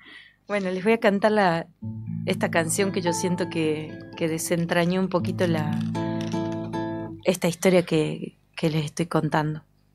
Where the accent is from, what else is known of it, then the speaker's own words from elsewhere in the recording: Andalgalá, Catamarca, Argentina; porque vengo de Andalgalá también y nací en el marco de estas luchas